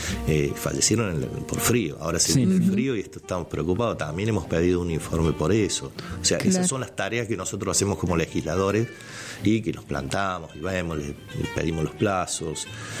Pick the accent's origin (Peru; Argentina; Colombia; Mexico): Argentina; A ver, somos vecinos, somos argentinos, yo creo que tenemos que defender eso